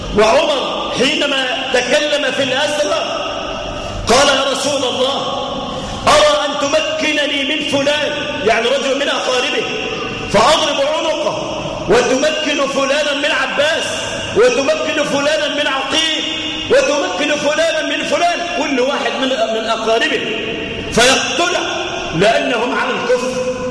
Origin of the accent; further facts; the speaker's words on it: Egypt; لا سيما في بلادنا مصر